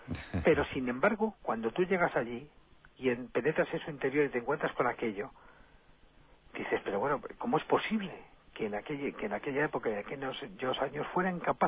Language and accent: Spanish; El Escorial, Community of Madrid, Spain; Yo, afortunadamente, soy del Escorial.